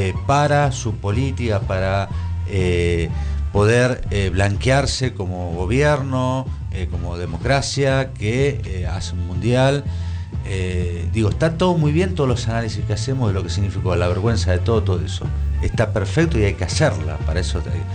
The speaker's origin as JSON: {"language": "Spanish", "country": "Argentina", "said": "Ahí se junta toda la familia, somos todos argentinos"}